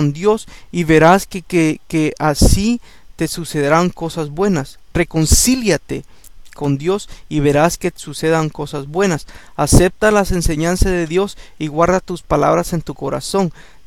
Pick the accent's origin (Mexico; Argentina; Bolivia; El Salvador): El Salvador; Cuando yo estaba chico, yo crecí en El Salvador.